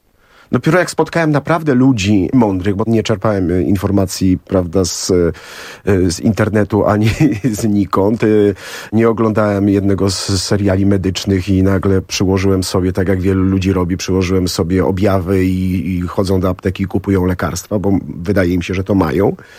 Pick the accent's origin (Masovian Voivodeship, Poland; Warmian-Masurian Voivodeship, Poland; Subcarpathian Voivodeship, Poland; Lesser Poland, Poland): Masovian Voivodeship, Poland; Warsaw; Z Sadyby. Jestem chłopak z Sadyby.